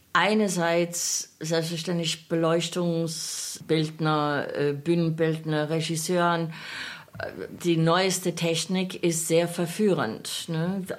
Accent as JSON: {"language": "German", "country": "Australia", "second_language": "German", "said": "ich als Australierin von der anderen Seite der Welt, wo meine erste Wagner-Begegnungen waren von Schallplatten und Rundfunkübertragungen"}